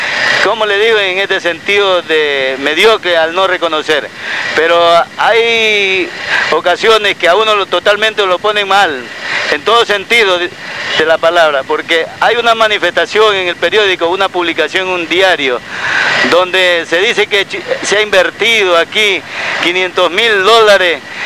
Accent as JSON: {"language": "Spanish", "town": "Chone", "region": "Manabí", "country": "Ecuador", "said": "poderme dirigir a mi pueblo, a mi tan querido pueblo de Chone"}